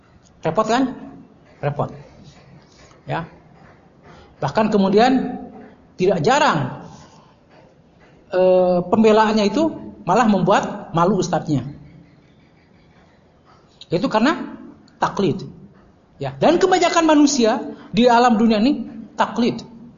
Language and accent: Indonesian; West Java, Indonesia; Ya, saya malu sebagai orang Sunda, karena saya juga orang Melayu juga sebenarnya.